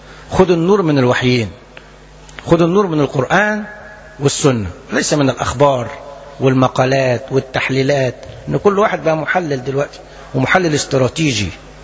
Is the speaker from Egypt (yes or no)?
yes; Egypt; انا اتكلم عن بلدنا مصر